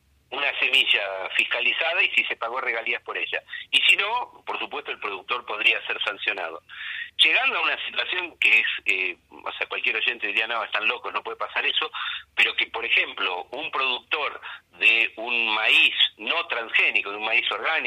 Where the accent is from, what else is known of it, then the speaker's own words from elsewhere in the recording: Argentina; los que vamos a pagar la regalía finalmente somos los argentinos.